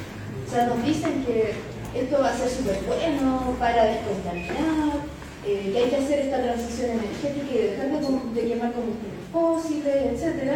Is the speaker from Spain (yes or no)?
no; Penco, Biobío, Chile; yo vengo del territorio de Penco, en la octava región.